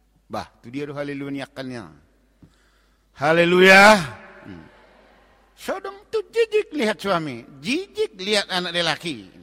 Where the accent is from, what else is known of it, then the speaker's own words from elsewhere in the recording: Manado, North Sulawesi, Indonesia; Makanya ada orang berkata kalau kami orang Manado, anjing pun melahirkan pesta katanya.